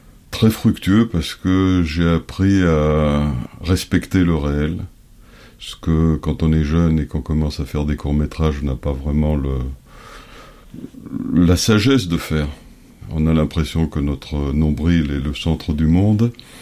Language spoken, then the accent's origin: French; France; also born or lived in Paris; now in Greece; Je suis grec, je suis français, de nationalité aussi, je suis né à Paris. J'ai grandi en France, je suis retourné en Grèce en 2004.